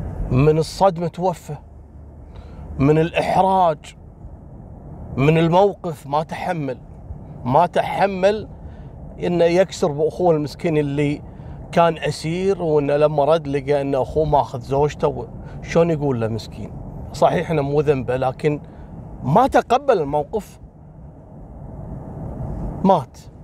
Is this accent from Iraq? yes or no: no; Kuwait; كشيوخ دين عندنا في الكويت